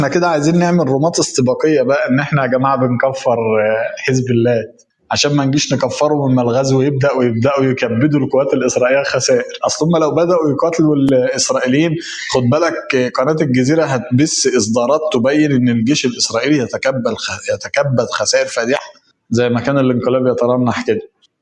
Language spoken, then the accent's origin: Arabic; Egypt; إحنا كمصريين عارفين اللهجة دي.